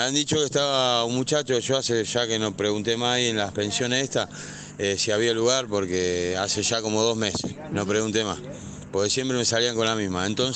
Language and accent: Spanish; Rosario, Santa Fe, Argentina; soy una persona que no soy de acá encima, soy de Rosario. Estoy lejos de mi familia